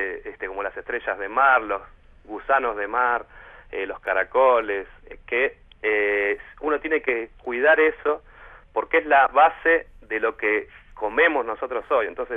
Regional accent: Zapiales, Buenos Aires, Argentina; also born or lived in Puerto Madryn; Zapiales es el que yo, cuando era chico, nací ahí, digamos, nací en otras partes, en Capital, pero Zapiales estuve hasta los 15 años viviendo, y después en La Boca, en Parque Chas, y en Barrio Norte

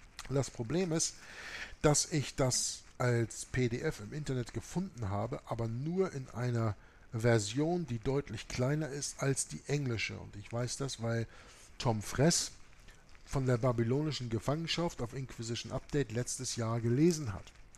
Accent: Germany; born there; ich bin geborener Deutscher und ich bin nicht gegen Deutschland.

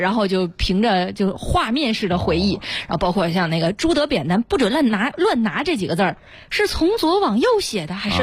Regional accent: Beijing, China; 那就在我家乡山下

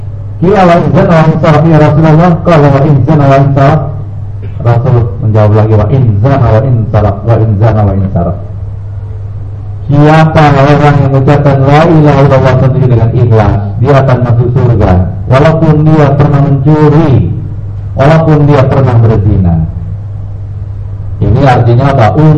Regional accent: Jakarta, Indonesia; Saya orang Jakarta bilangnya lancitan dulu.

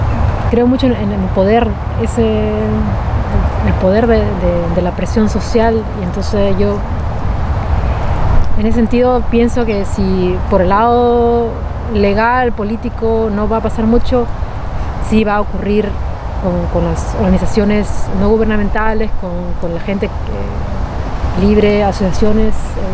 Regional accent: Peru; now in Antwerp, Belgium; vengo de Perú. Bueno, obviamente que lo notan y lo ven, y mi manera de hablar.

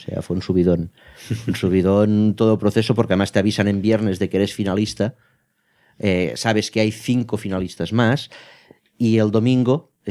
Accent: Roquetas, Catalonia, Spain; No, nosotros somos de Tortosa, bueno, de Roquetas. Ah. Cerca del Delta del Ebro.

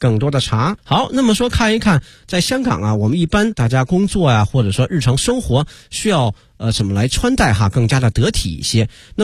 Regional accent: China; 但是呢，我们中国人一般在喝茶的时候呢，很少在里面放糖啊

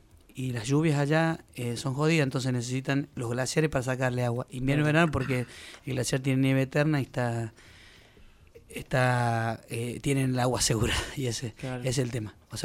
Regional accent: La Rioja, Argentina; now in Valle Fértil, Argentina; pues yo vivo en el Valle de la Luna, en realidad en Valle Fértil, que es el límite entre San Juan y La Rioja. Estoy a 30 kilómetros de La Rioja, o sea que soy un riojano viviendo dentro de San Juan.

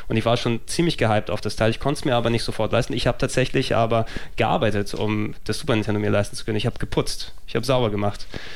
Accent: Hamburg, Germany; Ich bin Hamburger durch und durch.

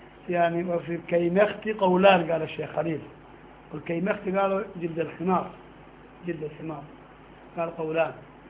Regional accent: Sudan; نحن قديما عندنا في السودان كان في مخدات من ريش النعام

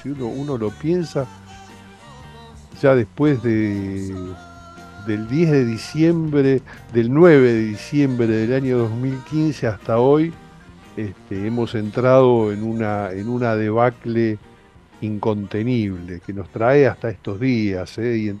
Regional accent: Argentina; a nosotros como argentinos, digo, a la distancia

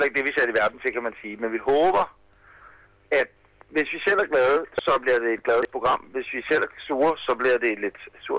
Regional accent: Ølstykke, Capital Region of Denmark, Denmark; ude i Ølstykke, hvor jeg kommer fra.

